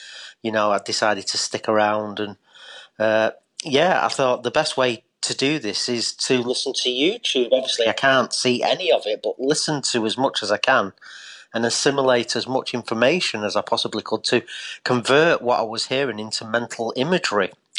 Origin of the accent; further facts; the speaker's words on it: Eccles, North West England, United Kingdom; now in Derbyshire, United Kingdom; because we've moved to the Derbyshire countryside now. I'm originally from Eccles in Salford.